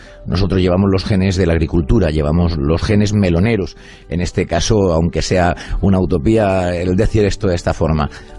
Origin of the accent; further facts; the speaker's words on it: Balsicas, Region of Murcia, Spain; yo soy de aquí, yo soy de Torre Pacheco, más exactamente de un pueblecito del término de Torre Pacheco, pero más exactamente de un pueblo cercano, de Balsicas.